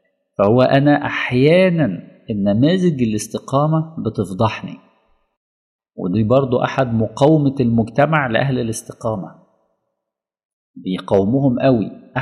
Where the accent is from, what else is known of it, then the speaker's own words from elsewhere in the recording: Alexandria, Alexandria Governorate, Egypt; يعني في أولاد كتير جدا مثلا في مدينتي في الأسكندرية